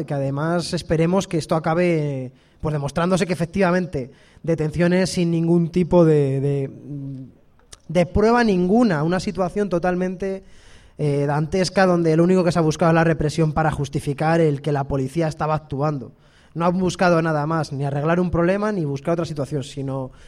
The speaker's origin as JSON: {"language": "Spanish", "town": "Aranda de Duero", "region": "Castile and León", "country": "Spain", "said": "Yo soy de Aranda, aparte, pero pero al final quiero decir, en mi barrio también es un barrio trabajador, en Aranda, de clase trabajadora"}